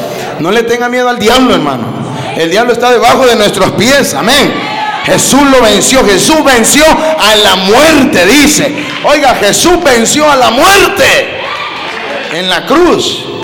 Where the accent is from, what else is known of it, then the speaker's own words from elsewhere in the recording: Honduras; Yo soy hondureño, pero no quiere decir de que yo tengo algo en contra de los mexicanos.